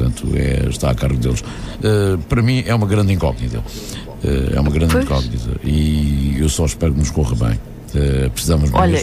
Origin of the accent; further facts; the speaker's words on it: Angola; born there; Eu nasci em Angola, sou português, por opção de nacionalidade.